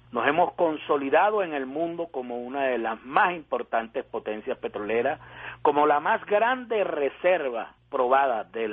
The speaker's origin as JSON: {"language": "Spanish", "country": "Venezuela", "said": "ya no solo como venezolano"}